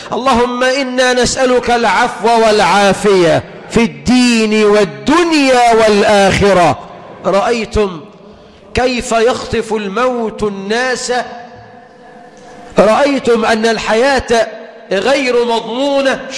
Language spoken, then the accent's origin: Arabic; Egypt; اللهم اجعل بلدنا مصر أمنا أمانا، رخاء سخاء